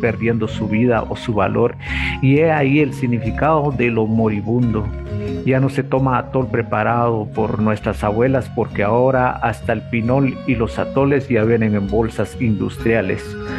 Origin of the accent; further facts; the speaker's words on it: San Miguel Chicaj, Baja Verapaz, Guatemala; el tañer o repique de las campanas, esencialmente de mi pueblo, San Miguel Chicaj